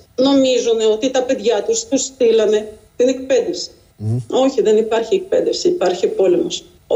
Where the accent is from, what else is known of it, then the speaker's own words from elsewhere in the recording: Kherson, Kherson Oblast, Ukraine; Γιατί εκεί, στην πόλη μου, στο Χερσόν, υπάρχουν τα παιδάκια σας πεταμένα στον δρόμο.